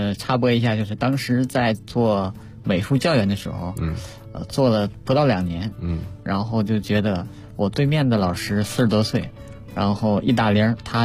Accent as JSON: {"language": "Chinese", "region": "Jilin", "country": "China", "tie": "born or raised there", "said": "当时是正在我们的家乡吉林举办这个第六届亚洲冬运动会那个时候"}